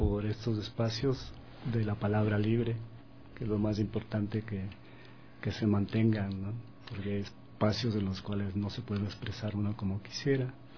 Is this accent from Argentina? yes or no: no; Atuntaqui, Imbabura, Ecuador; born there; Yo soy nacido en Atuntaqui, en la provincia de Imbabura, en el hemisferio norte, en el barrio San Luis, en la Pailatola, entre el Cotacachi y el Imbabura